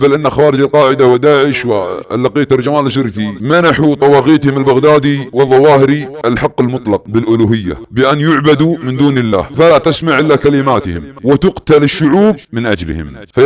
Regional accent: Saudi Arabia; واستهداف بلادنا المملكة العربية السعودية

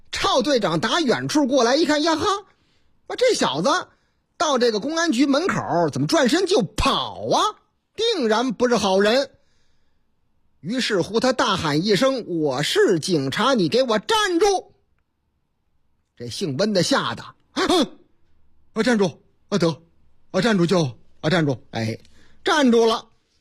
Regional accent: Chongqing, China; 在我老家重庆，咱村重庆，说是这个重庆璧山那个地方啊

